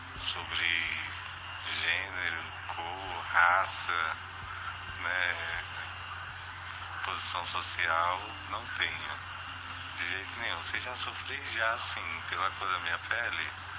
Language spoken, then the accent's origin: Portuguese; Porto Velho, Rondônia, Brazil; sou de Porto Velho, Rondônia.